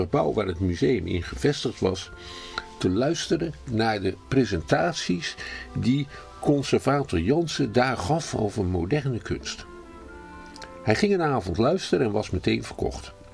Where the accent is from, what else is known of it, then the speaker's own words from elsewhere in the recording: Schiedam, South Holland, Netherlands; dat ik in Schiedam ben geboren en getogen. Dat mijn huis nog geen 100 meter staat van de plek waar ik ben opgegroeid.